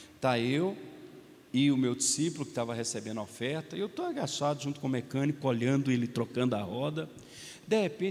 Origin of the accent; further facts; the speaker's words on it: Minas Gerais, Brazil; Não estou falando mal de vocês, estou falando mal de mim, eu sou mineiro.